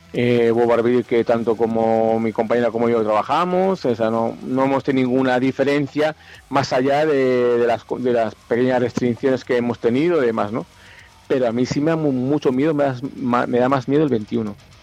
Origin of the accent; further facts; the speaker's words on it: Valladolid, Castile and León, Spain; now in Tenerife, Spain; somos gente que vivimos aquí en Tenerife y somos gente que somos de Valladolid.